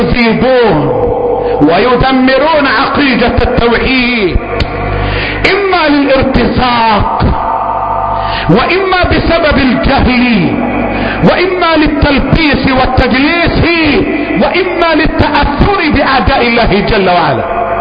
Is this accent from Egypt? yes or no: yes; Egypt; اللهم احفظ بلدنا مصر